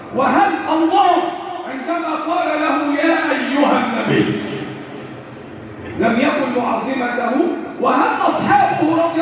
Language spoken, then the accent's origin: Arabic; Egypt; اللهم احفظ بلدنا مصر